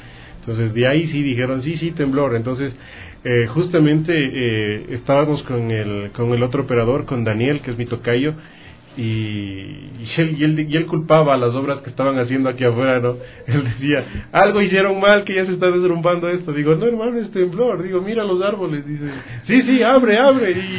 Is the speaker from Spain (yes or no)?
no; Ecuador; nosotros como ecuatorianos, nosotros que vivimos en justo en la unión de la placa tectónica del Pacífico con la placa tectónica de Nazca